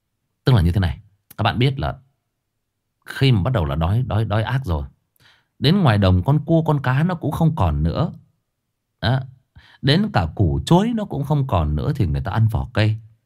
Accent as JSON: {"language": "Vietnamese", "region": "Hưng Yên", "country": "Vietnam", "said": "tôi thì nói thật với anh chị em là quê tôi Hưng Yên, nó ngay gần Thái Bình thôi."}